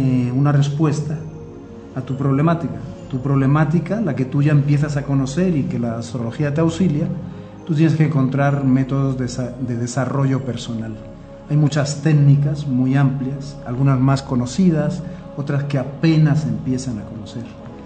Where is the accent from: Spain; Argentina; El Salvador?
Spain; yo soy originario de España y gran parte del año me lo pasaba en Asturias, que es la zona del norte de España, y estaba cerca del mar.